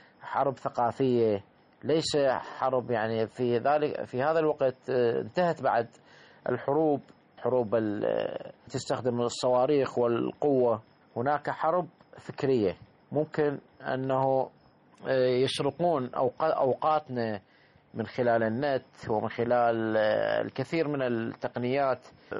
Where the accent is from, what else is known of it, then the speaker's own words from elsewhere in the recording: Iraq; احنا عندنا بالعراق